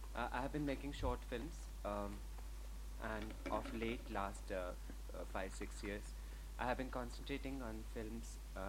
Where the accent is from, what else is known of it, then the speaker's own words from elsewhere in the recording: India; But I think as an Indian, cinema is something that you're born and brought up with, surrounded by.